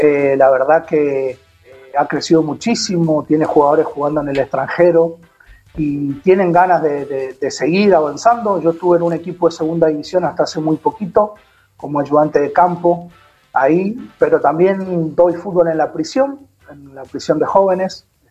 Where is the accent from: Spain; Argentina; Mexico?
Argentina; Mendoza; moved away as an adult; Ella es de Rosario, yo soy de Mendoza